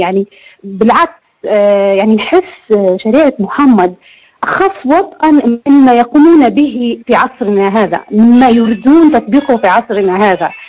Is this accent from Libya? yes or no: yes; Libya; انا من ليبيا.